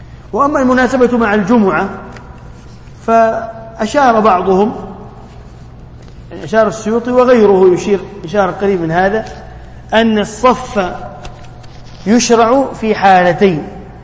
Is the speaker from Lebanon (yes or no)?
no; Tunisia; والكتاتيب عندنا في تونس يسمون سورة كذا كذا